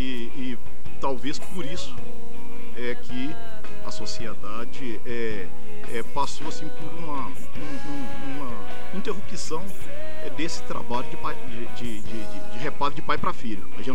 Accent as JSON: {"language": "Portuguese", "town": "Itabira", "region": "Minas Gerais", "country": "Brazil", "tie": "born or raised there", "said": "e depois eu fui para minha terra"}